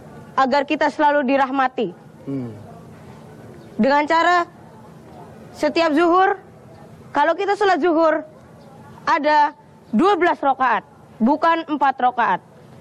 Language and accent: Indonesian; Jakarta, Indonesia; asalnya dari Jakarta, anak didik Ustadz Yusuf Mansur.